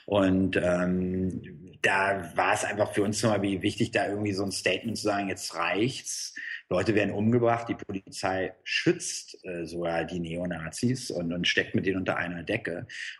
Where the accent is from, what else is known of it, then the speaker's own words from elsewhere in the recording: Berlin, Germany; Ich komme aus Berlin. Da ging halt viel los in den 90ern.